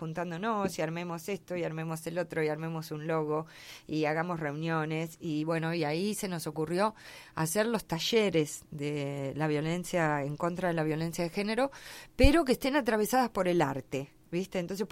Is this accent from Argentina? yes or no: yes; La Pampa, Argentina; yo que vengo de La Pampa también